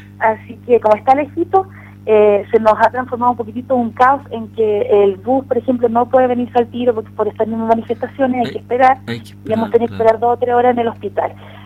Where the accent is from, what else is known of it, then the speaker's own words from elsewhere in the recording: Chile; ha servido para conocer a nosotros como chilenos